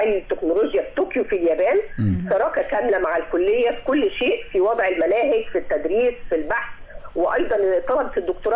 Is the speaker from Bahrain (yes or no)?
no; Egypt; ما احنا عندنا في مصر احنا نستطيع ان احنا نستخدم الطاقة الشمسية في الإنارة بدلا من الكهرباء